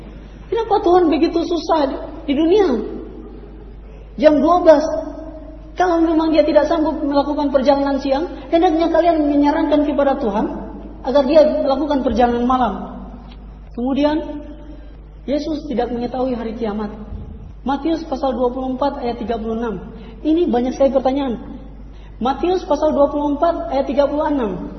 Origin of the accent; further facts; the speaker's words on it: Manado, North Sulawesi, Indonesia; Saya orang Manado, lidah saya sangat sulit untuk menyebutkan sepepeting, bukan pe, tapi po.